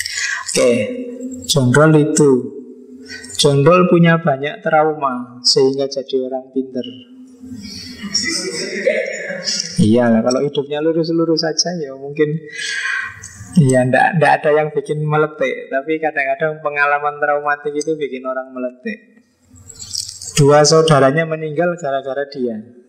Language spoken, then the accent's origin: Indonesian; Yogyakarta, Special Region of Yogyakarta, Indonesia; Saya orang Jogja, Jawa Tengah, kalau bilang su gitu kan, seolah-olah akrab sekali.